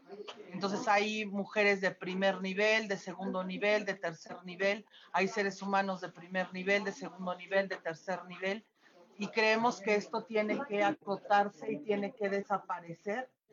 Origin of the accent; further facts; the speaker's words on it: Mexico; entre nosotros como mexicanos